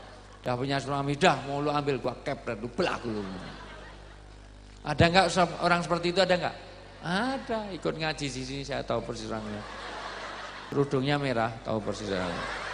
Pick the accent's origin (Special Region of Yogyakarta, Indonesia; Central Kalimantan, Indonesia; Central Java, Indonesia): Special Region of Yogyakarta, Indonesia; Yogyakarta; saya dari Jogja.